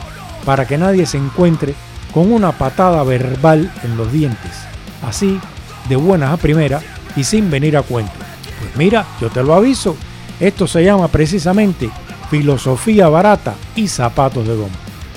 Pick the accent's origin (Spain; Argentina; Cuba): Cuba; Y yo soy cubano. En Cuba hay epidemias y hay montones de muertes.